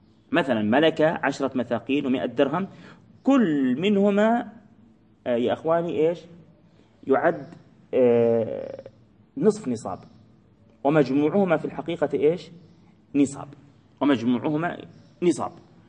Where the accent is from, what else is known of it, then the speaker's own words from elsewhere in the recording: Palestine; إحنا عندنا في فلسطين مثلا نقول أجورة